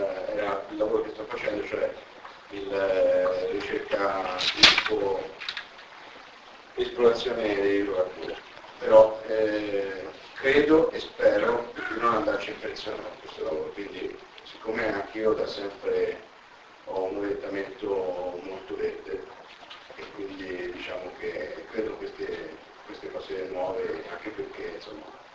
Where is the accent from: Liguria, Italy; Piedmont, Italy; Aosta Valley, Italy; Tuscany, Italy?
Tuscany, Italy; Massa Marittima; vengo da Massa Marittima, e sono 19 anni che sono qui a Tallene